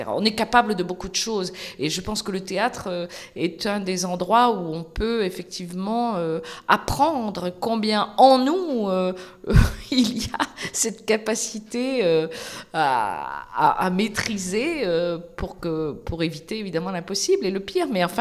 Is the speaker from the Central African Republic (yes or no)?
no; Nantes, Pays de la Loire, France; moi, je suis nantaise